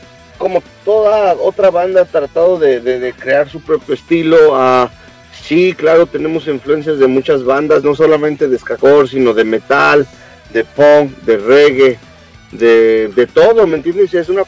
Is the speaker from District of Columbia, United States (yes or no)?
no; California, United States; de donde nosotros somos, de Orange County, nos queda a 2 horas, así que a 2 horas de México está este lugar